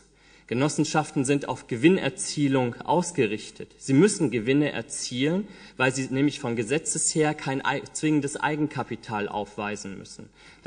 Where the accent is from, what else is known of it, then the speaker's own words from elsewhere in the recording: Marburg, Hesse, Germany; Ich komme aus Marburg und bin von zu Hause aus Jurist.